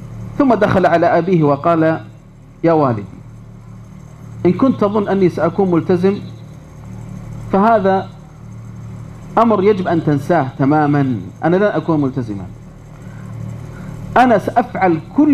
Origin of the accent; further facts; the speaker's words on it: Riyadh, Riyadh Province, Saudi Arabia; أذكر هنا قصة مؤثرة جدا حصلت عندنا في الرياض